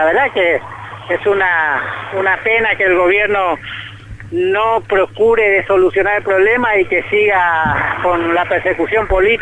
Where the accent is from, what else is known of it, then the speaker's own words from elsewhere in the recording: Paraguay; Yo vengo de Paraguay